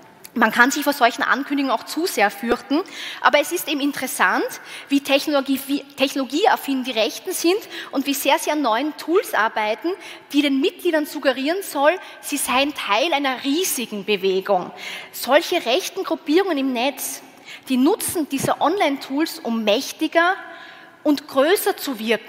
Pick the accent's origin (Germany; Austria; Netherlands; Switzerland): Austria; Als Österreicherin finde ich es immer wieder faszinierend